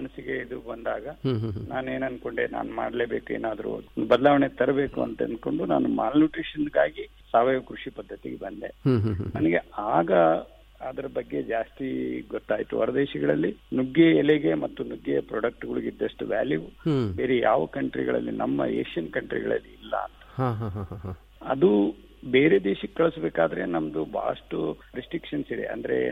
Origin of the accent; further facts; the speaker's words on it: Gangavathi, Karnataka, India; ನಾನು ಈಗ ಗಂಗಾವತಿಯವರು ಆಗಿದ್ದು